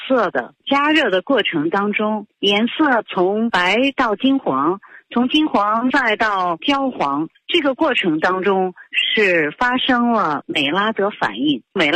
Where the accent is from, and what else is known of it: China